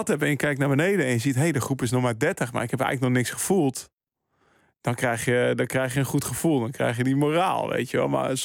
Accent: Maastricht, Limburg, Netherlands; En ik kwam uit Maastricht.

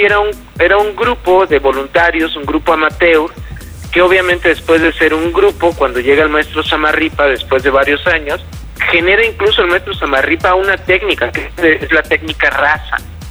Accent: Mexico; seguir recordando quiénes somos los mexicanos

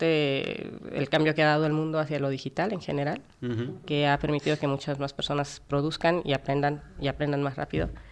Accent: Mexico; Yo soy de México.

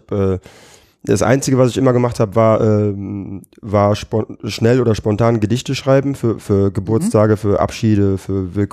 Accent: Düsseldorf, North Rhine-Westphalia, Germany; born there; Ja, also ich komme aus Düsseldorf, bin in Düsseldorf geboren.

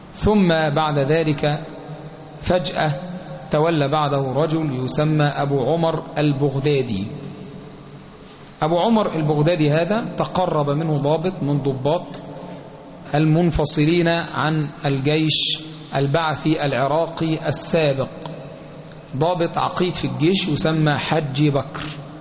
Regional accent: Egypt; سواء ما يحدث في بلادنا مصر أو ما يحدث في البلاد المجاورة لنا

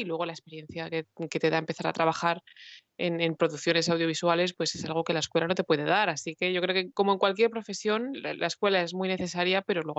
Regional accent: Madrid, Community of Madrid, Spain; Yo soy originalmente de Madrid

